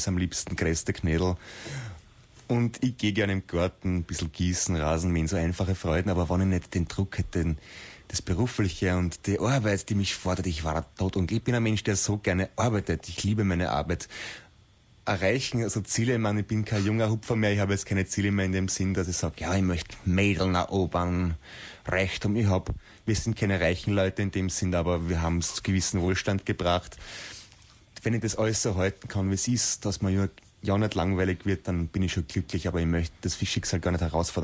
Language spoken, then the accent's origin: German; Austria; wir sind aus Österreich